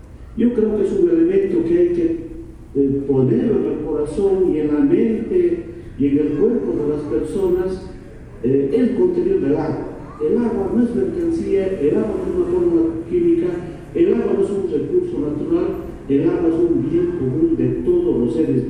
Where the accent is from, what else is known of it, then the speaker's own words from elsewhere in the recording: Bolivia; Para nosotros, como bolivianos, desde nuestra perspectiva indígena, aymara y quechua, nuestra perspectiva indígena